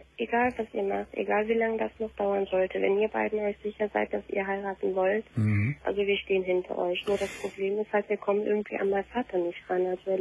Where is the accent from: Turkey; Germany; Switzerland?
Turkey; Ich bin Türkin, genau.